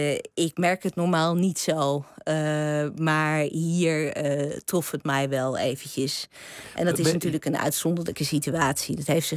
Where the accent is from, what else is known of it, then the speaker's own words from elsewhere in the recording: Drenthe, Netherlands; ik ben opgegroeid in Drenthe.